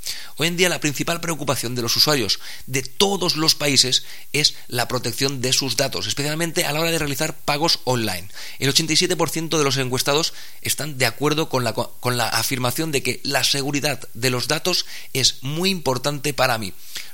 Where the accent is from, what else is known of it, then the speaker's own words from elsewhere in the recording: Spain; Los más reacios a gastar en Internet pues somos los españoles